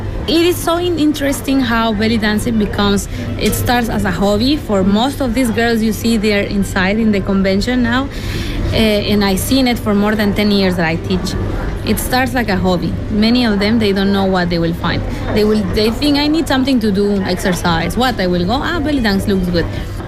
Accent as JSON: {"language": "English", "country": "Mexico", "second_language": "English", "moved": "as an adult", "said": "I can be a dance teacher, and I'm from Mexico."}